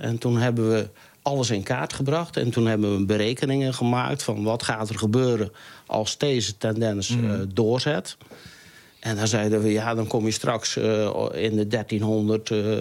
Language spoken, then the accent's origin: Dutch; Stad aan het Haringvliet, South Holland, Netherlands; Ja, ik ben 1957 hier geboren. Ik heb hier op school gezeten.